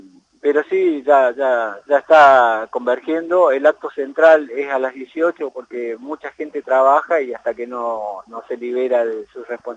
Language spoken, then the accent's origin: Spanish; Luyaba, Loja, Ecuador; mi pueblo, que es Luyaba, ya tiene esas cosas